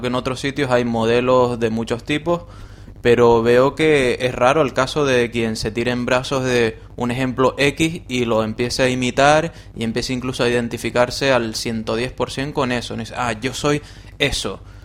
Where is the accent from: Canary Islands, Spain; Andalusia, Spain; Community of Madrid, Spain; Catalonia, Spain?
Canary Islands, Spain; no somos, el ser canario no equivale al ser murciano